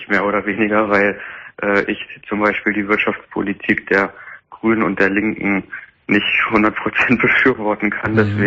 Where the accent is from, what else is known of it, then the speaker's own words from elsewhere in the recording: Lower Saxony, Germany; Ich bin jetzt niemand aus Heidenau. Ich komme aus Niedersachsen.